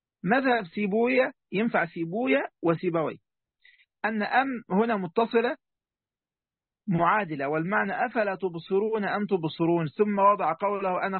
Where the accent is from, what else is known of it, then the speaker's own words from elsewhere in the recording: Egypt; حتى عندنا في مصر يعني يقول لك يا فرعون من فرعنك